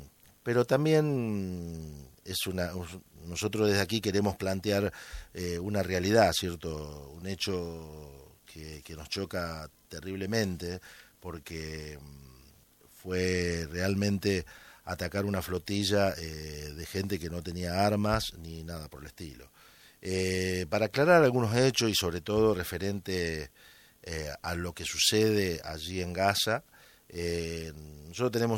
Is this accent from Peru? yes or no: no; Argentina; now in Spain; nos llena de orgullo a nosotros como argentinos y como inmigrantes